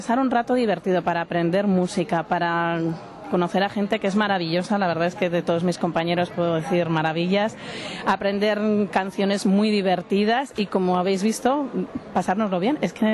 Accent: Madrid, Community of Madrid, Spain; now in Tudela, Spain; No, soy de Madrid.

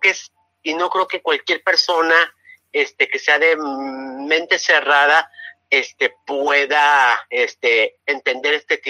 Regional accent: Puerto Vallarta, Jalisco, Mexico; soy de aquí de Puerto Vallarta.

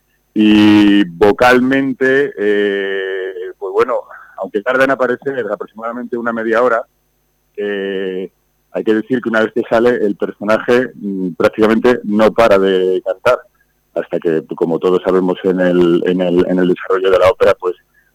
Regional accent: Madrid, Community of Madrid, Spain; also born or lived in Irún; Yo nací en Irún, Guipúzcoa. Lo que pasa es que muy jovencito, pues mis padres, por motivos de trabajo, tuvieron que ir a Madrid. Y hice allí pues toda la formación, instituto, universidad, escuela superior de canto, escuela conservatorio superior de Madrid

